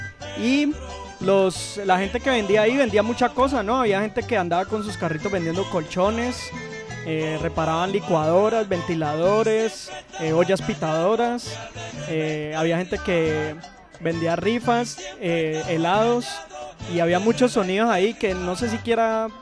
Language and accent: Spanish; Cali, Valle del Cauca, Colombia; Y me acordaba en el barrio donde yo crecí, en Floralia, por allá en la península de Floralia, se llama eso